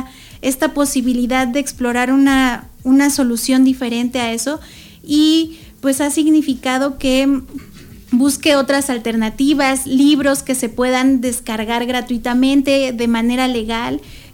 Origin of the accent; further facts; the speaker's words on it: Taxco, Guerrero, Mexico; en Taxco, yo soy de Taxco, Guerrero